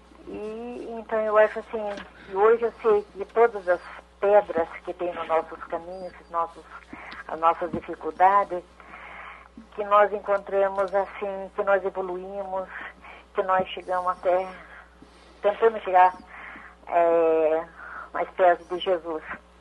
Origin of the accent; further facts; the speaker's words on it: Itapetininga, São Paulo, Brazil; Sou daqui de Itapetininga.